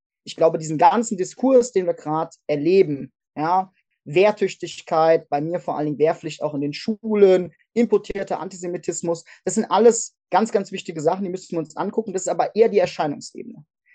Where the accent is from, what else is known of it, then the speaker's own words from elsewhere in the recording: Hesse, Germany; die Fregatte Hessen, also die leider auch noch mein Heimatbundesland Name trägt